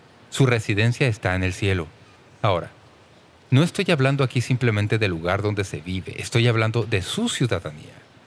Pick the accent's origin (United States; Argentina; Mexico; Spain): United States; Toledo, Ohio; born there; now in San Diego County, United States; Yo nací en Toledo, Ohio, y vivo en el condado de San Diego.